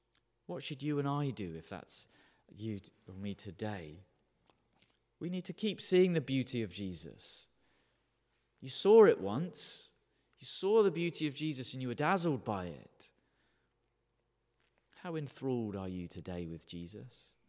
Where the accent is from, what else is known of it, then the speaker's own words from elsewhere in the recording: United Kingdom; And because we're British, we'll never say it.